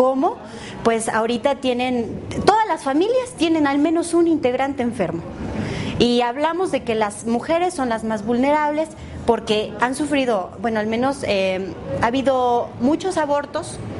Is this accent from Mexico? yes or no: yes; Puebla, Mexico; vengo de México, específicamente del estado de Puebla.